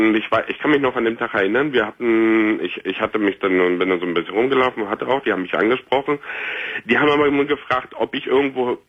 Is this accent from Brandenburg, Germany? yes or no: yes; Frankfurt, Brandenburg, Germany; now in Berlin, Germany; meine Jugend habe ich in Frankfurt-Oder verbracht und für mich war Berlin immer die Stadt, die Weltstadt, weil es einfach die einzigste Stadt war, die es für uns als Ossis praktisch in der DDR gab.